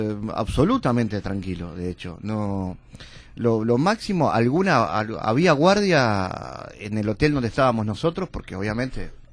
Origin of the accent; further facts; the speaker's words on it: Uruguay; Cancillería me había seleccionado en algún momento como periodista uruguayo